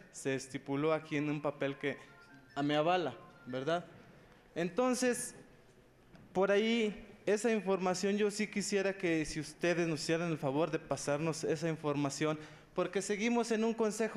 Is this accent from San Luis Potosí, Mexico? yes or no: yes; San Luis Potosí, Mexico; Yo vengo de aquí, de una comunidad cercana a Matehuala.